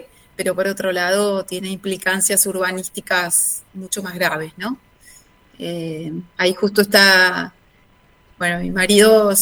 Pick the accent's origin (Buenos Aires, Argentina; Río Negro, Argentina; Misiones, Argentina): Buenos Aires, Argentina; Núñez; En realidad somos de Núñez, porque Saavedra es un poquito más vecinos.